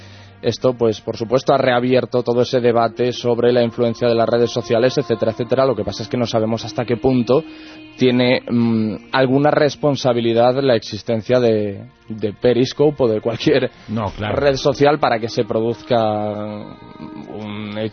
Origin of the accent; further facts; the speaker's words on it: Corcubión, Galicia, Spain; now in Madrid, Spain; 30 minutos desde aquí Madrid a Corcubión, a Coruña